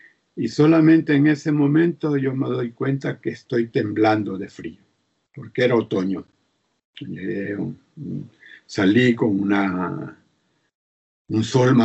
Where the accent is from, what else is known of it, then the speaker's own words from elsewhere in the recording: El Salvador; moved away as an adult; also born or lived in Costa Rica / Chile; Después tuve que salir del país y salí de El Salvador para Costa Rica, y de Costa Rica los compañeros decidieron que saliera hacia Chile